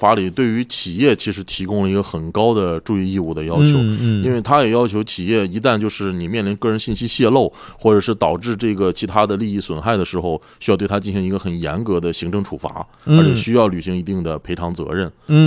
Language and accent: Chinese; China; 但是主要的立法文本还是以我们中国人的国情出发。